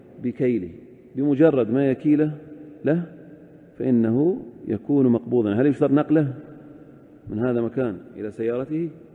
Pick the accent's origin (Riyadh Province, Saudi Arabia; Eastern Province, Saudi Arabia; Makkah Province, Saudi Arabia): Eastern Province, Saudi Arabia; Al-Ahsa; لكن العد عندنا في الأحساء الكرتون فيه 20